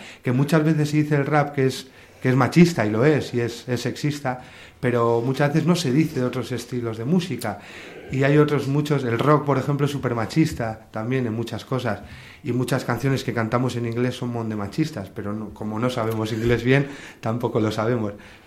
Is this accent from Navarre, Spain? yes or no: no; Barakaldo, Basque Country, Spain; Él se fue y ya los demás componentes somos todos de Baracaldo.